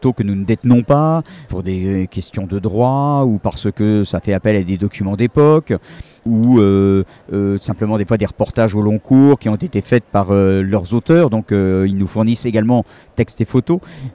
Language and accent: French; Paris, Île-de-France, France; puisque je suis parisien